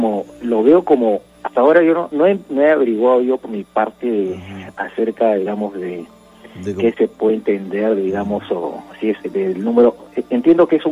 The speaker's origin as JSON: {"language": "Spanish", "region": "Lima", "country": "Peru", "said": "Por trabajo radico allá. Yo soy aquí de Lima."}